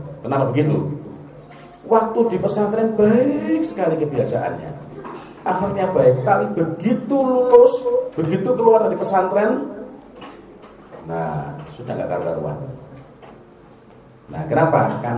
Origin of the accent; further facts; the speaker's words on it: Jombang, East Java, Indonesia; Saya dari Jombang ya, tahu Jombang ya, banyak orang antik dari sana.